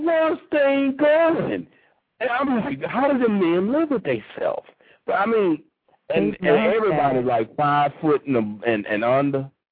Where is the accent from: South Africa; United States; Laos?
Laos; He's from Laos. I'm from Laos.